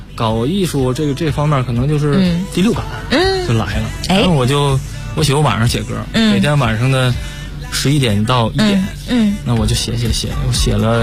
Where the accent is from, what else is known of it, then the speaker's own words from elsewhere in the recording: Heilongjiang, China; 我来自黑龙江。